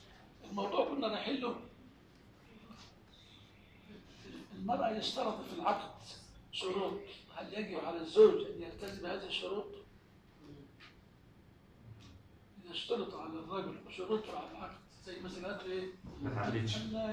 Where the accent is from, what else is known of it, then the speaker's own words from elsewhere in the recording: Egypt; لكن عندنا في مصر لا توجد مشاكل تعصبية في المذهب